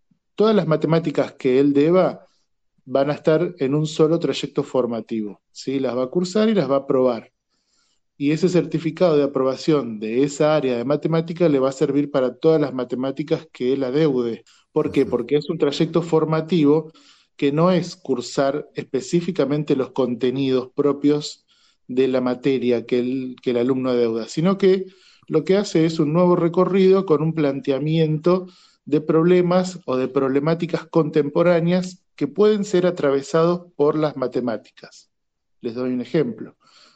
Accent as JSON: {"language": "Spanish", "region": "Buenos Aires Province", "country": "Argentina", "said": "Yo soy de provincia de Buenos Aires, y acá en la provincia de Buenos Aires tenemos aproximadamente un 50% de titulación."}